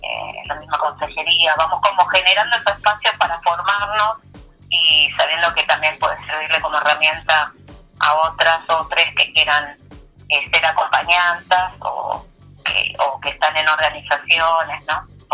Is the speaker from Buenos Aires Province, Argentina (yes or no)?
yes; Guernica, Buenos Aires Province, Argentina; Bueno, para las que somos de Guernica, ir a San Vicente es todo un trayecto.